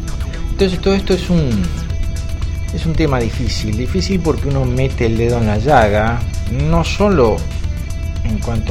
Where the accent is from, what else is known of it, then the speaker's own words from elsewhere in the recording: Argentina; la historia de mi pueblo, la historia del pueblo argentino